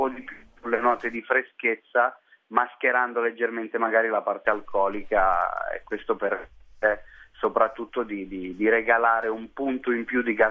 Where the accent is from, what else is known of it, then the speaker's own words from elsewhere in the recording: Basilicata, Italy; io vengo dal Vulture, che produceva Aglianico, e il primo bicchiere è stato l'Aglianico del...